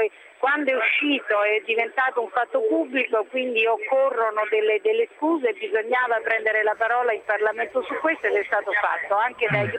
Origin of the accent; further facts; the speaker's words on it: Rome, Lazio, Italy; born there; also born or lived in Naples; Noi siamo italiani, per di più napoletani, io sono nata a Roma ma napoletana d'adozione